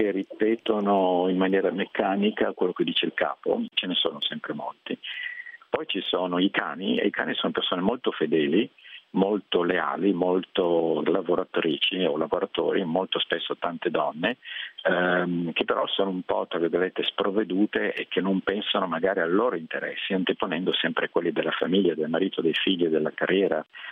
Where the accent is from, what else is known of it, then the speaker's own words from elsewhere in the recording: Milan, Lombardy, Italy; moved away; non abito in Italia dal 92, quindi insomma è da molti anni che non vivo nel mio paese, io sono di Milano, e italiano ovviamente.